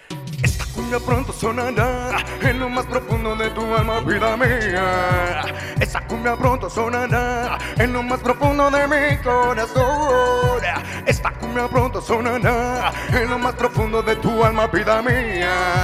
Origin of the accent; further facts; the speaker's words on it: Mexico City, Mexico; Nosotros venimos del norte de la Ciudad de México